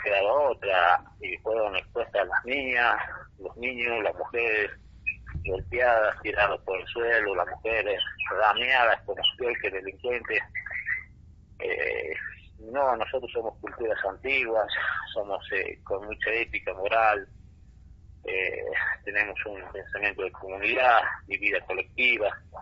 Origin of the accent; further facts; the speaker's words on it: Tilcara, Jujuy, Argentina; Soy acá de Tilcara, soy un integrante de la comunidad Cueva del Inca